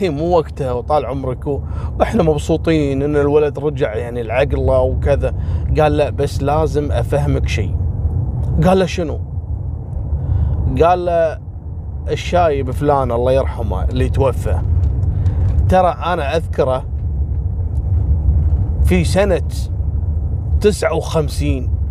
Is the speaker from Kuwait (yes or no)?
yes; Kuwait; أنا ذاكر لكم قصة حصلت عندنا في الكويت